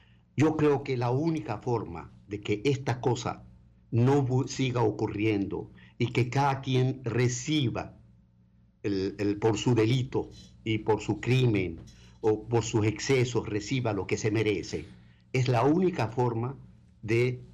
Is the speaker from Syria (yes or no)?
yes; Aleppo, Aleppo Governorate, Syria; moved away; que acaban de cometer un genocidio en Alepo, en mi ciudad natal.